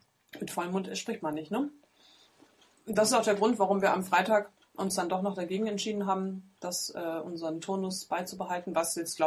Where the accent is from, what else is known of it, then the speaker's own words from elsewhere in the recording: East Germany, Germany; ich bin ja Ossi, ne? Dementsprechend ist meine Verwandtschaft, sind auch alles Ossis.